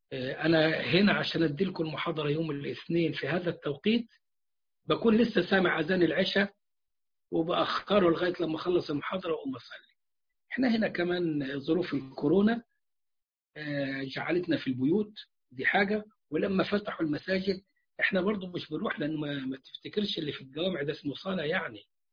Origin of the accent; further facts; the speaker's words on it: Egypt; وعندنا في مصر انتوا عارفينهم ولا اقول لك عليهم؟